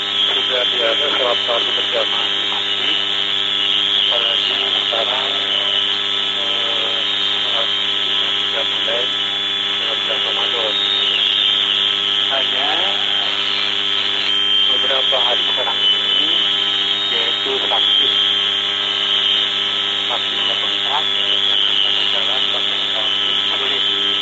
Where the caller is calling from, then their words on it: Cimahi, West Java, Indonesia; Saya dari Cimahi